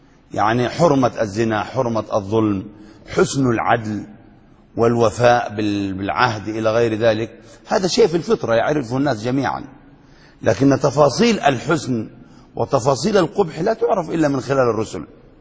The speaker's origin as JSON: {"language": "Arabic", "country": "Yemen", "said": "وما شاء الله ما أكثرهم عندنا في اليمن المجانين اللي بيدعوا النبوة"}